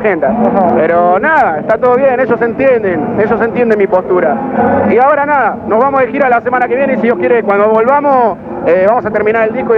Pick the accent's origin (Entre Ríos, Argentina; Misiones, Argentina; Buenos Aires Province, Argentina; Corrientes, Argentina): Buenos Aires Province, Argentina; Florencio Varela; soy del otro lado del mundo, soy de la zona sur, soy de Florencio Varela